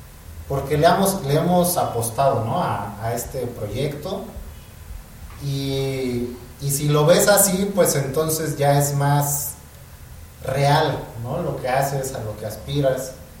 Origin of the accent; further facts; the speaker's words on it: Juchitán, Oaxaca, Mexico; yo soy de Juchitán, Oaxaca, ¿no? Yo crecí un poco con el zapoteco, pero pues el mundo es mucho más amplio, ¿no? Entonces, en mi caso, tuve la oportunidad de convivir con gente de muchas partes del mundo desde muy chico.